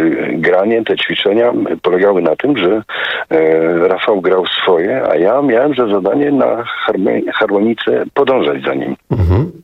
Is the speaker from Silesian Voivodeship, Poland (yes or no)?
yes; Tarnowskie Góry, Silesian Voivodeship, Poland; accent: Silesian; Ponieważ ja pochodzę z Górnego Śląska, z Tarnowskich Gór, to słowo bardzo często w naszej Gwarze Śląskiej jest używane.